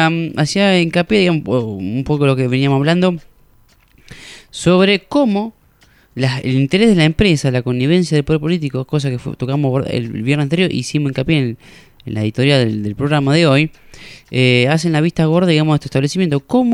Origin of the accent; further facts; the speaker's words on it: Casares, Buenos Aires Province, Argentina; en Casares, por ejemplo, de donde yo vengo, del oeste, la provincia de Buenos Aires